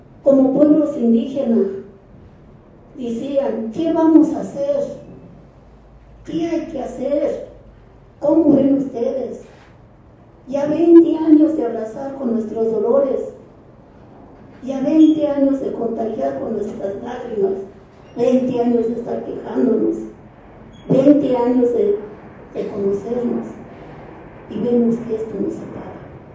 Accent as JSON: {"language": "Spanish", "region": "State of Mexico", "country": "Mexico", "lives_now": "Mexico City, Mexico", "said": "yo soy una indígena mazahua del Estado de México, pero ya tengo muchos años de radicar aquí en la ciudad. Soy residente de la Ciudad de México"}